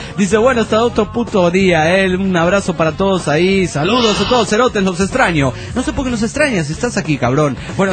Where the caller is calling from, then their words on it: La Paz, Bolivia; de La Paz, Bolivia.